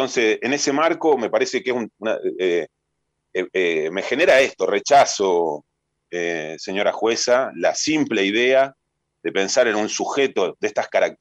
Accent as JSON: {"language": "Spanish", "country": "Argentina", "said": "la reparación que nos merecemos como argentinos y argentinas"}